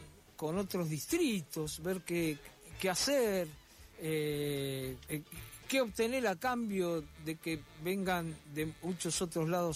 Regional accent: Buenos Aires, Argentina; como porteño, a mí me hubiera gustado que hubiera hablado más de la Ciudad de Buenos Aires

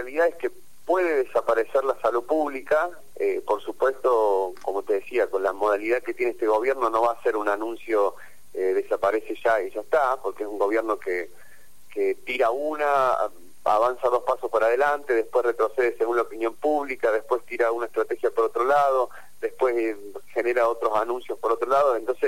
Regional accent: Argentina; que nos enorgullece como argentinos

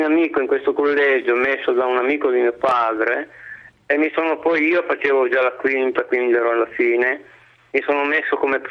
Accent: Turin, Piedmont, Italy; Io ho 66 anni, sono di Torino

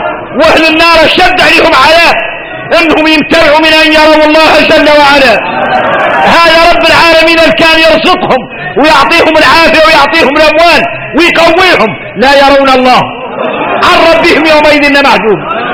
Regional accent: Mauritania; احنا موريتاني قالوا اننا معروفين بكرم الضيافة،

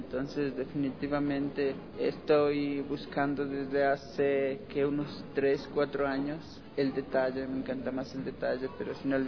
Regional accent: Carchi, Ecuador; Soy oriundo de la provincia del Carchi. He venido a mostrar prácticamente mi inspiración en mi pueblo.

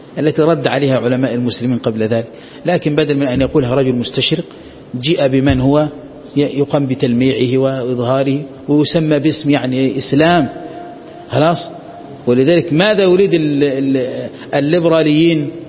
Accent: Egypt; هو أعلم واحد عندنا في مصر

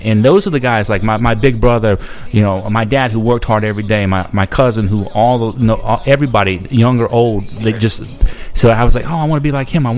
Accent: Gulf Coast, United States; also born or lived in Mississippi; Well, I grew up on the Gulf Coast. You know, when I was born in Mississippi.

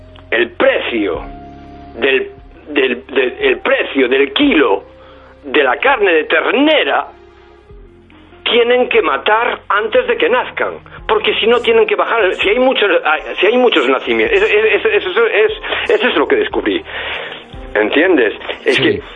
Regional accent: Galicia, Spain; yo soy gallego, yo he crecido en el campo, en una granja, aparte que en la época ya, pues era una de las, era la granja más grande de Galicia

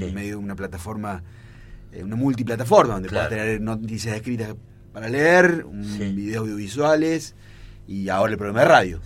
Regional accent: Córdoba, Argentina; No, soy de Córdoba.

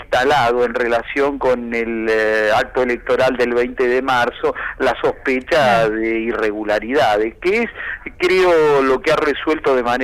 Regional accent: Argentina; Y eso me parece absolutamente ponderable como argentino. No, yo no soy de Chubut, le aviso que no conozco a ninguno de los integrantes del Superior Tribunal.

